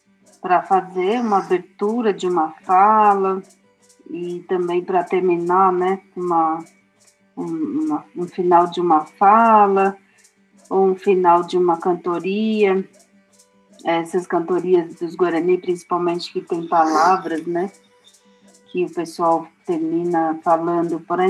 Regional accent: São Paulo, Brazil; born there; Faço parte da equipe de liderança que se iniciou na Tenodé-Porã, onde eu nasci

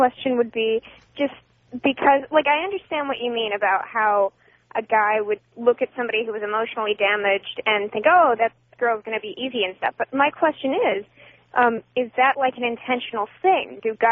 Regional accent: Utah, United States; I come from Utah

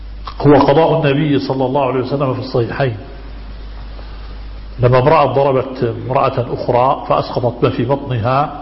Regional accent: Egypt; now in Jordan; نحن أخوة من مصر نعيش في الأردن منذ زمن،

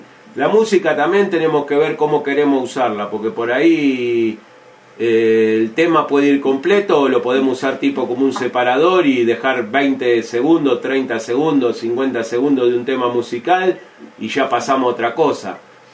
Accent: Bariloche, Río Negro, Argentina; lo bueno es que varios somos de Bariloche

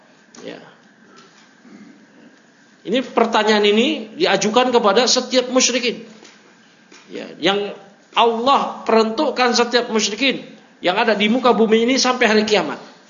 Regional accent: Jakarta, Indonesia; Ya, padahal saya dari lahir di Jakarta. Masa kecil di Jakarta.

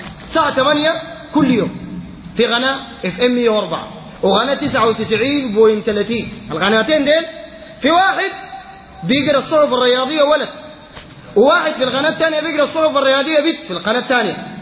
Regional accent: Sudan; لأنه خيبتنا كسودانيين إن النسواننا بيجي يخشوا الاستاد

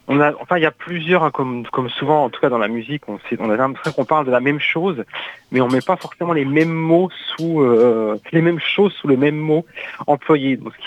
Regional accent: Marseille, Provence-Alpes-Côte d'Azur, France; Moi je suis de Marseille

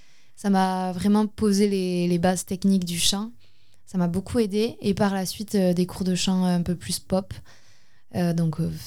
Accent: Ustaritz, Nouvelle-Aquitaine, France; Je suis d'Ustaritz, donc ils sont les deux dans des chœurs à Ustaritz.

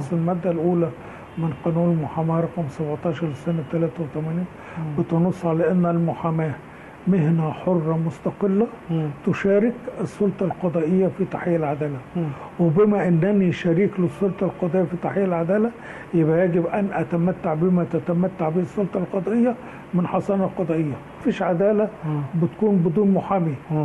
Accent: Egypt; ان احنا مصريين وعايشين في مصر وبنحب مصر

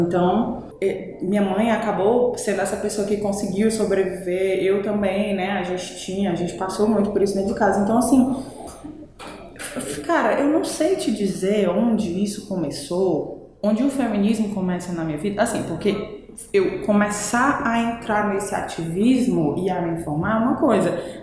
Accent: Espírito Santo, Brazil; moved away; Eu morava no Conjunto Esperança. Morei mais de 20 anos lá. Eu nasci no Espírito Santo. Morava num bairro muito periférico lá. Mais ainda do que o Conjunto Esperança. Vim pro Ceará, morei no Carro do Pompona, fui pro Conjunto Esperança, morei 20 anos lá.

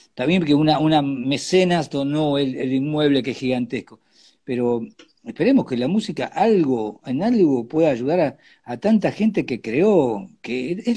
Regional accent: Argentina; porque todos somos argentinos, ¿no?

